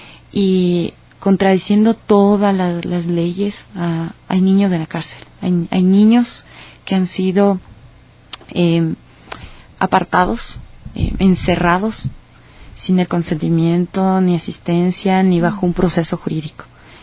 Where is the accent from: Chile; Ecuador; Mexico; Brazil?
Ecuador; en el caso de nosotros como ecuatorianos, el relato de nuestra migración